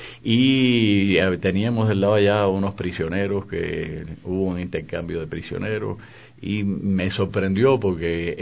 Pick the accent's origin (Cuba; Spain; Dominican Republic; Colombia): Cuba; yo soy un ciudadano cubano, voy y vengo